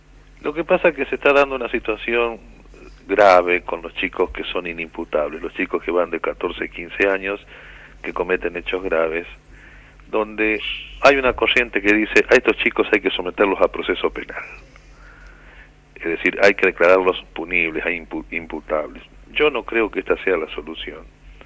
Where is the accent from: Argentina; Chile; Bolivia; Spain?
Argentina; La Rioja; Me tomé la vacación que me correspondía y me vine a mi pueblo, a mi tierra.